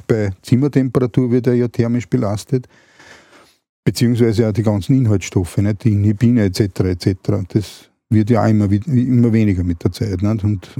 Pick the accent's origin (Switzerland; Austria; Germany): Austria; Und da sind wir Österreicher immer ganz vorne.